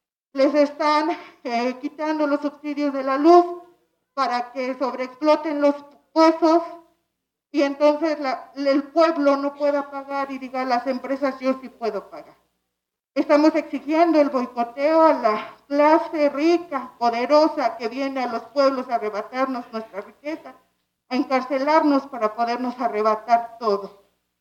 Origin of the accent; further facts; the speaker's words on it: Santiago Mexquititlán, Querétaro, Mexico; Yo vengo de Santiago Mezquitlán, Amealco, Querétaro.